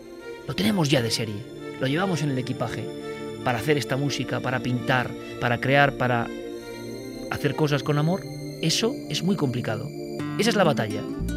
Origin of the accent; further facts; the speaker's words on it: Spain; Pero es que yo soy español.